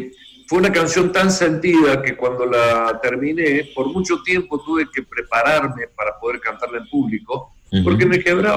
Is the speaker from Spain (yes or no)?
no; Santa Fe, Argentina; Yo nací en Santa Fe y me crié acá, todo. Escuela, mis amigos, mis amores, todo.